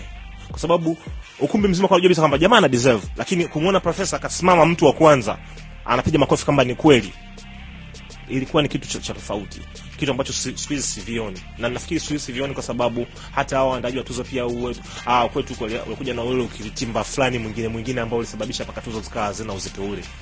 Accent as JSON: {"language": "Swahili", "country": "Tanzania", "said": "Mimi ndio Mtanzania wa kwanza ambaye nilirudi kutoka South Africa"}